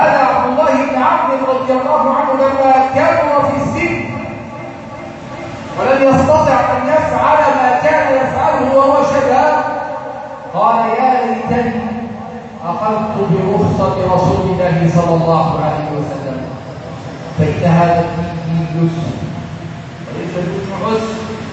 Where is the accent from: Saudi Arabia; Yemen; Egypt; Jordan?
Egypt; اللهم اجعل بلدنا مصر امنا امانا